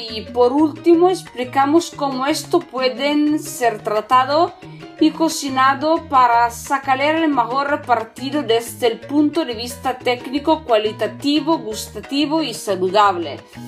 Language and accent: Spanish; northern Italy, Italy; Spanish is a second language; soy italiana, de Italia del Norte.